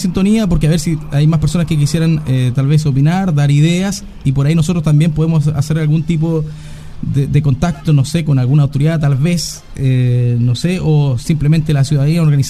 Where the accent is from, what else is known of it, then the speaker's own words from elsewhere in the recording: Cañete, Biobío, Chile; también soy de acá de Cañete, también pago mi luz